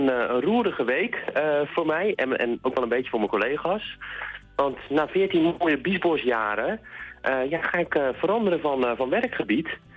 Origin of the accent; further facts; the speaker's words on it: Sliedrecht, South Holland, Netherlands; Ik woon er tegenaan. Mijn hele leven al trouwens. Opgegroeid in Sliedrecht.